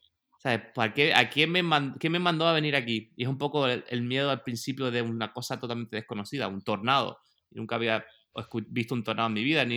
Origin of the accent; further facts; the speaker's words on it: Murcia, Region of Murcia, Spain; yo soy de Murcia, va a ser Murcia